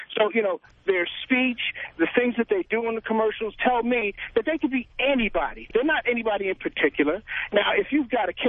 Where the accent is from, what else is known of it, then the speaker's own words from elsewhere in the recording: New York, United States; now in California, United States; I'm being from New York, you know, transplanted to California.